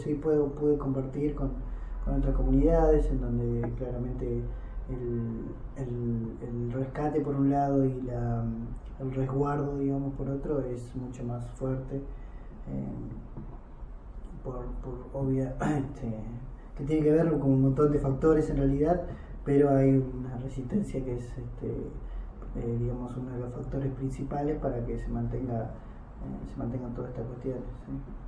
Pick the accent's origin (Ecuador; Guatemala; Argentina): Argentina; Yo fui criado como un argentino más prácticamente y mi recuperación identitaria la empecé hace un poco, hace 3 o 4 años